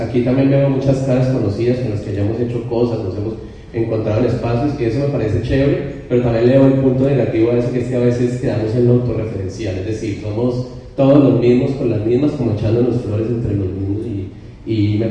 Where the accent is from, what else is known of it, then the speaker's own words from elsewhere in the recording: Cali, Valle del Cauca, Colombia; now in Bogotá, Colombia; aunque soy aquí de Cali.